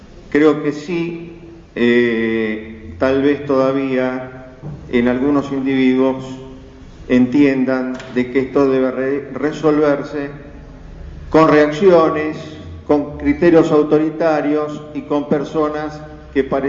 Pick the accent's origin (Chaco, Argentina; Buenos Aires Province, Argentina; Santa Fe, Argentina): Buenos Aires Province, Argentina; Moreno; yo soy un vecino de Moreno, que tengo 62 años, viví siempre en el mismo lugar, sigo viviendo en la casita de los viejos. Mi viejo era un gallego laburante